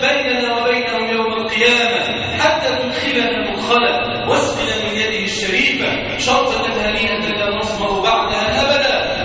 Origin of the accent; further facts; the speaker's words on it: Egypt; اللهم اجعل بلادنا مصر راحة للهم والأمان